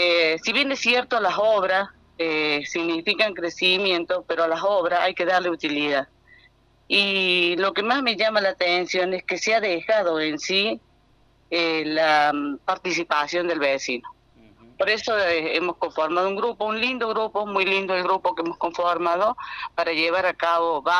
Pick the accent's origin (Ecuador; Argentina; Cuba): Argentina; General Paz; soy nacida y criada en General Paz, tengo 60 años